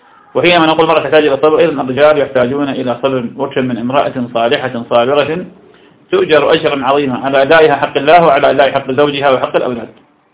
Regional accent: Iraq; accent: Iraqi; وإذا يصير شراب لقيت أنه يسمى نجوع في لهجتنا العراقية

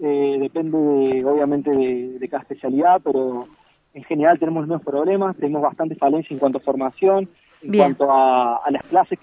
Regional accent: San Luis, Argentina; yo soy de acá de San Luis, pero somos 2 o 3 nomás de San Luis

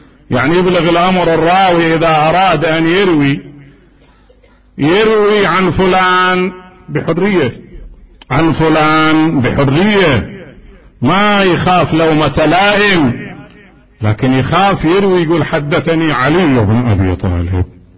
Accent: Iraq; قصة معروفة عندنا في العراق

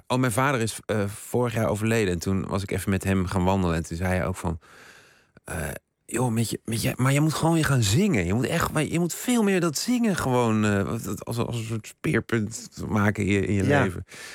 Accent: Eindhoven, North Brabant, Netherlands; Ik kwam uit Eindhoven, dus daar had je nog een hoop.

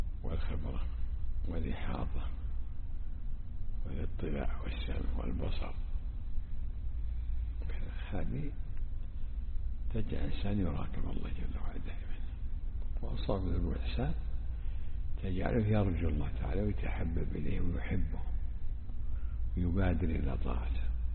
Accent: Najd, Saudi Arabia; العوام عندنا في نجد عندهم خلط هذا

